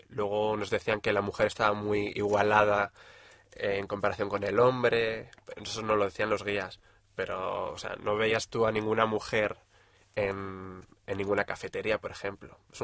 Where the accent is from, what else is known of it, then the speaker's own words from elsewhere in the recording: Spain; como buenos españoles que somos